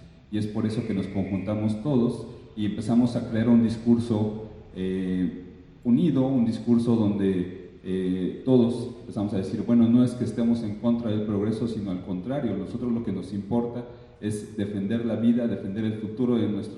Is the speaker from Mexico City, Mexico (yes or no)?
no; Puebla, Mexico; Yo vengo del estado de Puebla, como dice el compañero